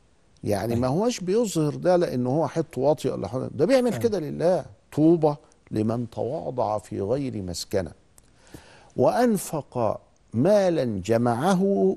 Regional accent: Egypt; كان عندنا في مصر من 50 سنة فقط كل عيلة لها شيخ تخالطه

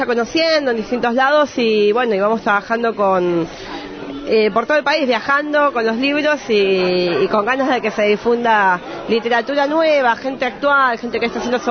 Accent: Buenos Aires, Argentina; Nosotras venimos de Buenos Aires

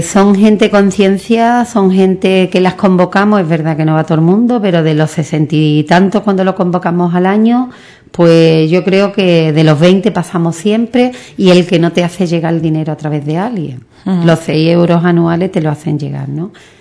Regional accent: Ubrique, Andalusia, Spain; Esto es de no sé quién, esto es nuestro, de Ubrique.

